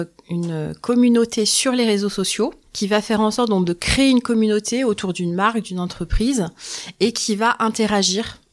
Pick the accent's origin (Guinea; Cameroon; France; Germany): France; Île-de-France; now in Remiremont, France; Je suis originaire d'Île-de-France. Et en fait, ça fait quelques temps qu'on voulait déménager et on a sauté le pas en octobre 2022 et du coup, on est venu emménager à Remiremont.